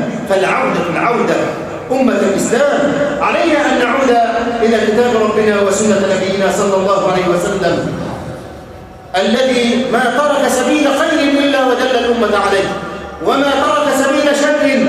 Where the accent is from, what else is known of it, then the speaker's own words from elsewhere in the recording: Egypt; اللهم اجعل بلدنا مصر أمنا أمانا سخاء رخاء